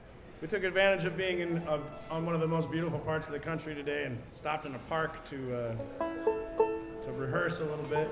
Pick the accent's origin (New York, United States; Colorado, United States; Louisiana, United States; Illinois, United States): Illinois, United States; Chicago; They were like, where are you from? We said Chicago. And they were like, ooh, bad.